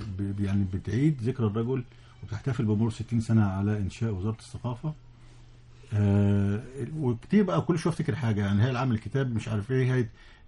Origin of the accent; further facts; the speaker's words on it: Egypt; في تونس كنا بنمشي يعني العيال الصغيرين يعرفوا ان احنا مصريين،